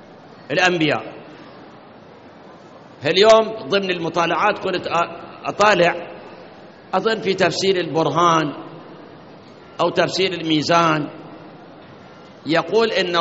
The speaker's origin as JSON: {"language": "Arabic", "country": "Iraq", "said": "عندنا بالموصل نصارى، بغداد عندنا نصارى"}